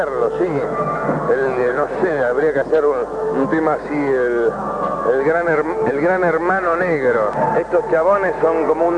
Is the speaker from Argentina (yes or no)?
yes; Buenos Aires, Argentina; Yo soy muy porteño y viste, allá a Buenos Aires es un lugar muy histérico.